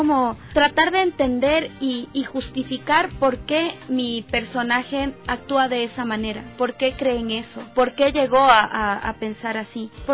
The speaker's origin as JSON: {"language": "Spanish", "town": "Riobamba", "region": "Chimborazo", "country": "Ecuador", "said": "yo soy de Riobamba."}